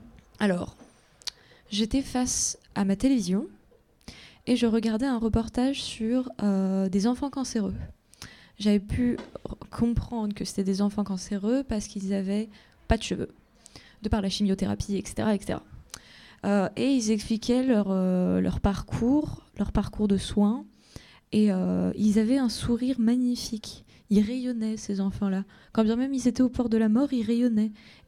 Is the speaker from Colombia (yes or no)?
yes; Colombia; moi, puisque moi, je viens de Colombie, et chez nous, quand une personne est morte, la personne, elle peut nous voir une fois dans sa vie.